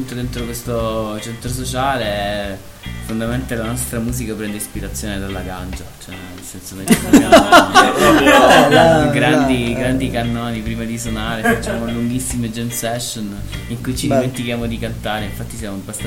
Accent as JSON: {"language": "Italian", "town": "Reggio Calabria", "region": "Calabria", "country": "Italy", "tie": "born or raised there", "moved": "yes", "said": "Sì, due dei componenti su tre siamo di Reggio Calabria, siamo nati e cresciuti a Reggio Calabria e trasferiti chi da più, chi da meno in quel del nord."}